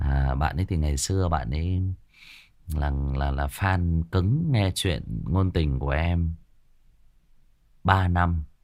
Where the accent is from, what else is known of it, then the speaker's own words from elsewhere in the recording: Thai Nguyen, Vietnam; Chè thì mình là người Thái Nguyên cho nên là cái mồm chè của mình nó sành lắm.